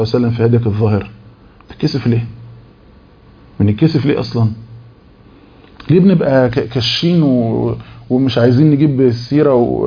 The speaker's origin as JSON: {"language": "Arabic", "region": "Beni Suef Governorate", "country": "Egypt", "said": "فطبعا احنا من بني سويف اقاليم"}